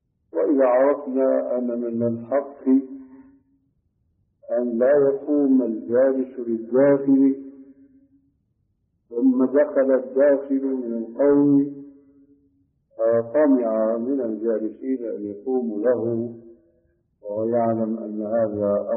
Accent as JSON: {"language": "Arabic", "country": "Saudi Arabia", "said": "الصوت معروف يسمى بالكرباج عندنا في السعودية"}